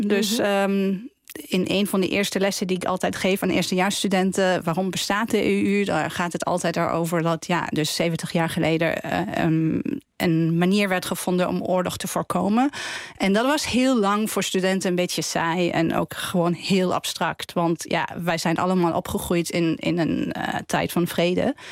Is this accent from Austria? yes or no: yes; Austria; Dutch is a second language; Ik kom zelf uit Oostenrijk, dus we waren veel dichter bij Oost-Europa, bij ook Rusland.